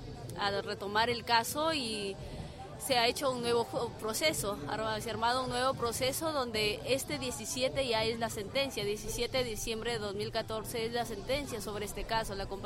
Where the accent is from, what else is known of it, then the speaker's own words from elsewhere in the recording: Lambayeque, Peru; soy de Lambayeque